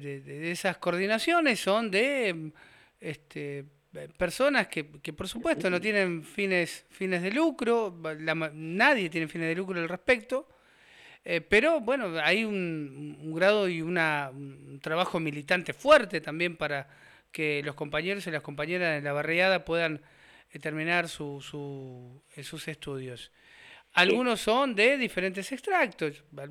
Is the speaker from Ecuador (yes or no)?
no; Ingeniero Budge, Buenos Aires, Argentina; soy del conurbano, de Ingeniero Budge